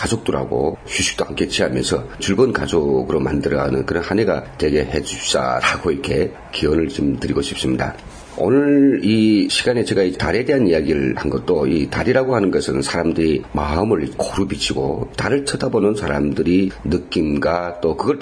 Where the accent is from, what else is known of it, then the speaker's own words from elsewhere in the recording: North Korea; now in South Korea, South Korea; 언제 10년도 안 되는 그런 우리 북에서 온 사람이